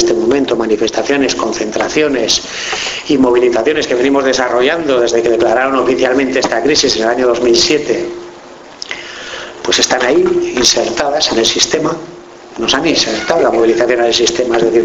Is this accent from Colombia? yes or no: no; Pamplona, Navarre, Spain; Yo vengo de Pamplona